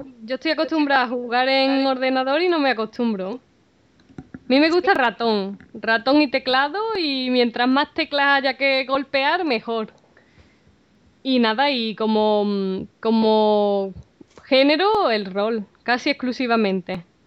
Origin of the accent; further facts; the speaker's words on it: Seville, Andalusia, Spain; Originariamente de Sevilla.